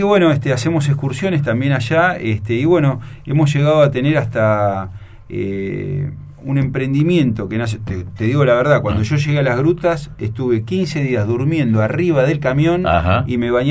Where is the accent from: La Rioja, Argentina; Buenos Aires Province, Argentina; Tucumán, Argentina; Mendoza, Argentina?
Buenos Aires Province, Argentina; Mar del Plata; Un día voy a Mar del Plata, yo soy de Mar del Plata, voy a la casa de mis viejos